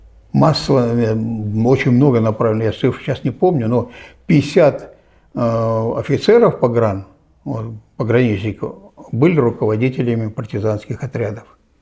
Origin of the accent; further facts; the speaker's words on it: Novosibirsk Oblast, Russia; недалеко от моей родины, Новосибирской области.